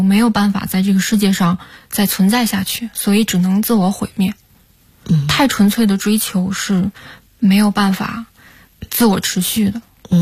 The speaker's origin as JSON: {"language": "Chinese", "region": "Tianjin", "country": "China", "tie": "born or raised there", "lives_now": "Beijing, China", "said": "就是在租的房子里长大的，因为我是天津人嘛，天津那边住房的环境条件也是一直都不太好，也是一直是20多平米要住三代人，我们小的时候住房条件都不太好，租的房子也很糟糕，然后长大到了北京"}